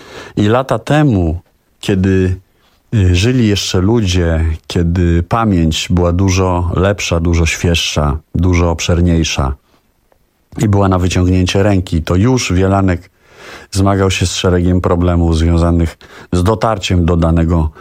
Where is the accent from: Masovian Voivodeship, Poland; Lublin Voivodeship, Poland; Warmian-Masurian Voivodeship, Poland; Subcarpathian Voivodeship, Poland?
Masovian Voivodeship, Poland; Warsaw; Pochodzę bowiem z warszawskiego Czerniakowa. Wychowałem się w jego atmosferze